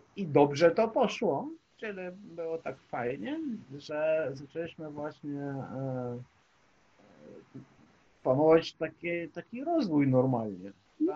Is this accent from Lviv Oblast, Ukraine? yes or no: yes; Lviv, Lviv Oblast, Ukraine; moved away as an adult; now in Krakow, Poland; Jestem z Lwowa w ogóle, a od 2015 roku mieszkam w Krakowie, mieszkam to znaczy i pracuję w Krakowie. Pewno, że tak. Ile mam lat, to na teraz 48.